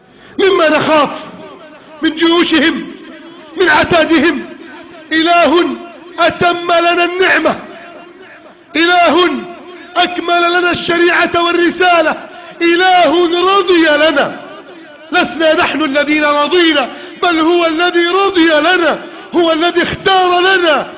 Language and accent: Arabic; Egypt; واجعل بلدنا مصر آمنا مطمئنا، آمنا مطمئنا، آمنا مطمئنا